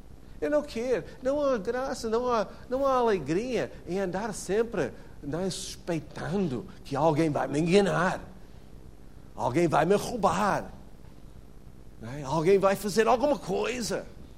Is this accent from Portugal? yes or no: no; United States; Portuguese is a second language; eu sou americano, mas não sou parvo.